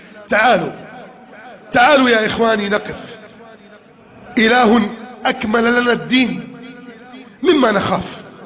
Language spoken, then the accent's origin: Arabic; Egypt; واجعل بلدنا مصر آمنا مطمئنا، آمنا مطمئنا، آمنا مطمئنا